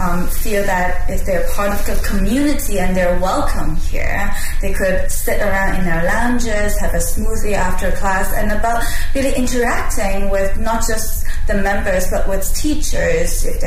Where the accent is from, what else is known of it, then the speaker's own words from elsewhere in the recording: Hong Kong; also born or lived in China / Vancouver, Canada / New York, United States; now in Beijing, China; I'm from all over the place, as some of you might have heard of me. I was born in China, but grew up between Hong Kong and Vancouver, lived in New York and worked in Europe as well. I moved to Beijing about 3.5 years ago